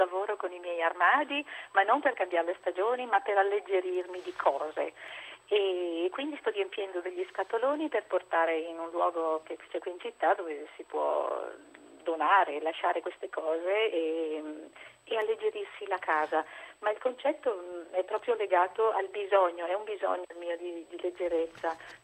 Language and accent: Italian; Bergamo, Lombardy, Italy; Buongiorno, sono di Bergamo.